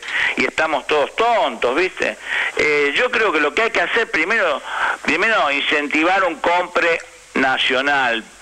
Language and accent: Spanish; Argentina; Porque somos los argentinos los que nos vamos a quedar sin trabajo.